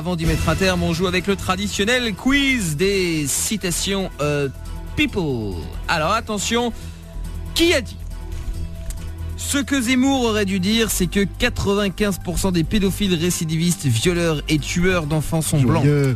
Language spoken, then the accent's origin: French; Portugal; Oui, je sais que je suis portugais, donc ça n'a aucun rapport.